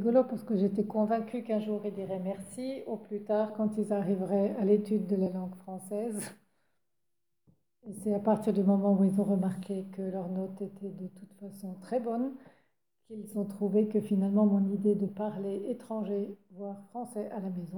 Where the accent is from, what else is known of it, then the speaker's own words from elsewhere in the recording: Grand Est, France; now in Basel, Switzerland; je suis revenue dans mon canton d'origine, dans mon pays d'origine, à Bâle-Ville.